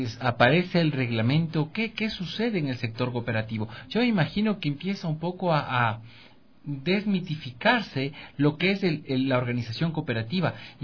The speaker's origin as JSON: {"language": "Spanish", "town": "Ambato", "region": "Tungurahua", "country": "Ecuador", "said": "Es un orgullo, es muy bonito para quienes somos de Ambato haber estudiado en el Patrón Bolívar."}